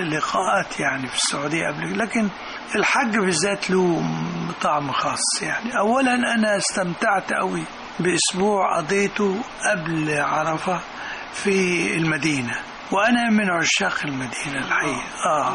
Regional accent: Beheira, Egypt; also born or lived in Kafr El Sheikh; في كفر الشيخ ميلادي، وبعد كده طفولتي كلها في البحيرة.

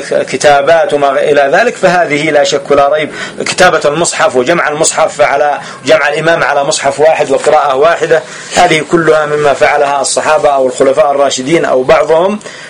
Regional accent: Yemen; هنا عندنا في اليمن يصلي 4 جمعا بتسليم تشهد وتسليم

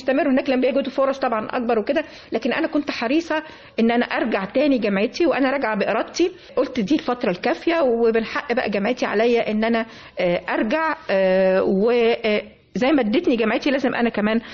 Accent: Egypt; فأنا كنت سعيدة جدا بكوني مصرية،

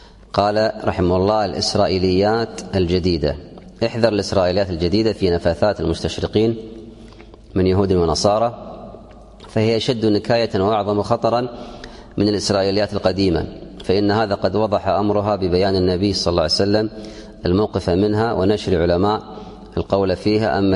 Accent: Kuwait; اليوم عندنا في الكويت

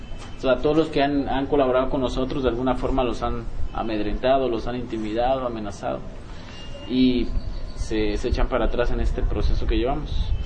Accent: Mexico; para nosotros como mexicanos es el alimento básico

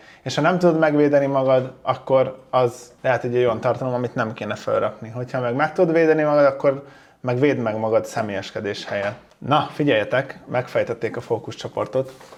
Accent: Hungary; Amúgy vidékről származom. Mindig belpestiznek, hogy látszik, hogy Pesten nőtt fel, meg minden. Olyan faluban nőttem fel, ahol kevesebb, mint 1000 ember lakik, szóval igen, vidéki vagyok

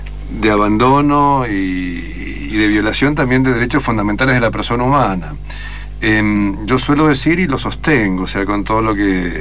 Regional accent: Mendoza, Argentina; Le decía a los mendocinos, que los mendocinos, soy mendocino

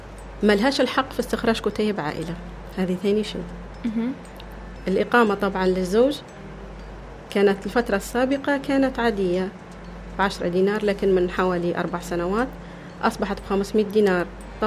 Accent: Libya; هي مش ليبية وأنا ليبية

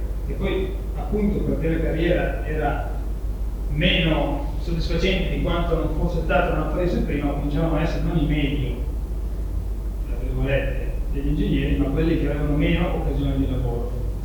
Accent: Pavia, Lombardy, Italy; sui monumenti di Pavia, che erano le mie parti

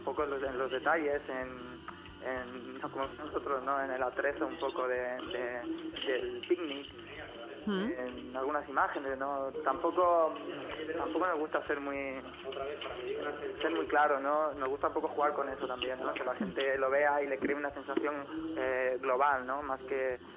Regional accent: Elche, Valencian Community, Spain; Nosotros somos de Elche, Alicante.

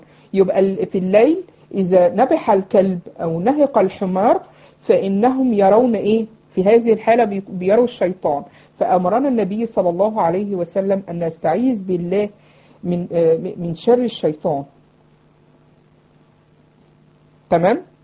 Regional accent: Egypt; يعني حتى كانوا بيسموه عندنا في مصر يقولك ايه

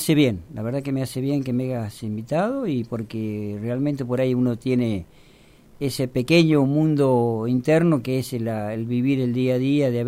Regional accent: Bell Ville, Córdoba, Argentina; born there; now in Buenos Aires, Argentina; vivía en Ballesteros, y bueno, cuando mis padres se casaron, bueno... Nací yo en Belville

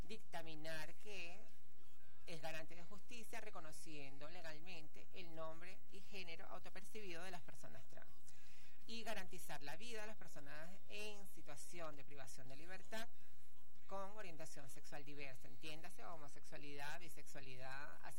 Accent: Venezuela; Como venezolanos y venezolanas, tenemos la protección como ciudadanos y ciudadanas

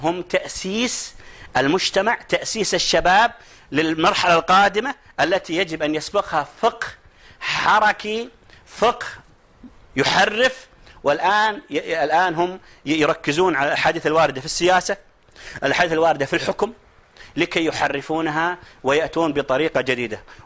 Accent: Saudi Arabia; لأن احنا عندنا في السعودية في عندنا ولاية عهد

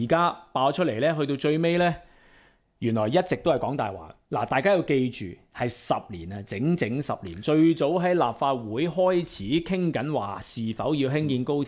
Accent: Hong Kong; 使用我哋香港人而家接近900億

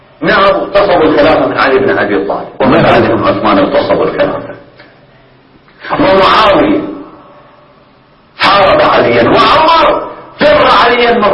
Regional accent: Bahrain; لذلك نحن من البحرين نستمد الصمود

